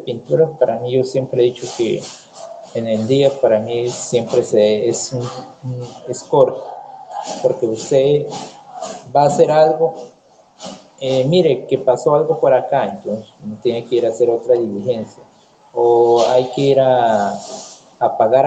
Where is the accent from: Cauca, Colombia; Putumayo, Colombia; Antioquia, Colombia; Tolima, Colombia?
Putumayo, Colombia; No, le dije, yo soy de Putumayo, soy colombiano.